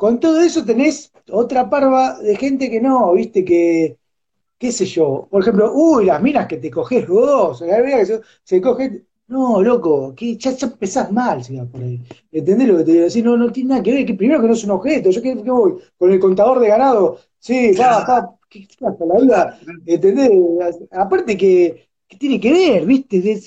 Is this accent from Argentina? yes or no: yes; Argentina; yo no pienso así, pero como soy argentino, entonces me tengo que meter ahí.